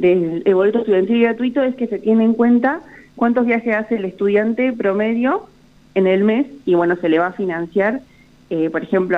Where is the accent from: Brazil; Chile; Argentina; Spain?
Argentina; Santa Rosa, La Pampa; Sí, yo soy de Santa Rosa